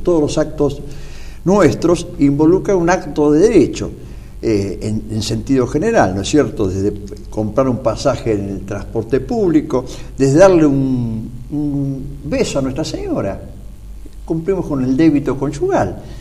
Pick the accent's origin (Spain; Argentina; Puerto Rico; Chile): Argentina; como laicos católicos y como ciudadanos argentinos